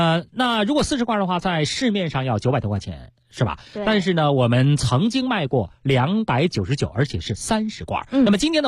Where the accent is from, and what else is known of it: Beijing, China